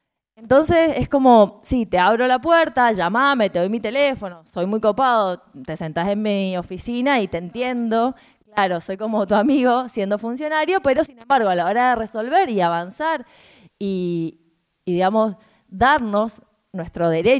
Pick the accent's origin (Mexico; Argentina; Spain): Argentina; Mendoza; nosotros somos de Mendoza, hacíamos movidas en Mendoza